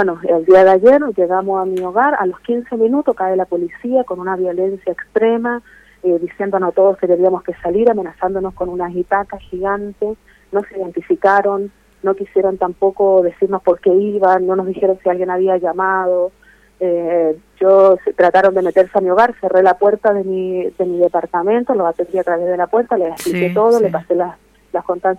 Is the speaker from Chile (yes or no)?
yes; Chile; Yo soy chilena